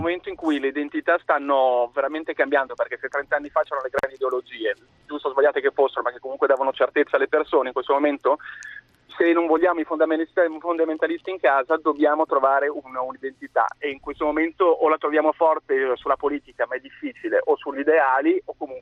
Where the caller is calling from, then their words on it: Milan, Lombardy, Italy; io sono di Milano, 39 anni, e ebreo, ho sempre fatto le scuole pubbliche in Italia.